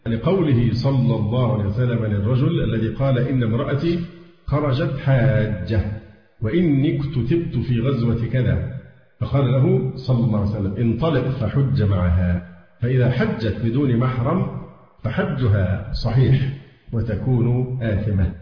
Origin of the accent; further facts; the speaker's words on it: Egypt; فحتى الآن حالات عندنا في مصر والله الحمد طيبة جدا.